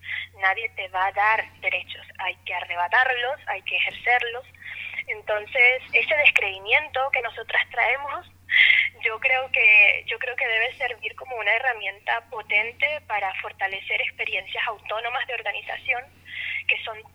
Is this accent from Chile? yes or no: no; Venezuela; nosotros como venezolanas tenemos una experiencia súper dura con respecto a la política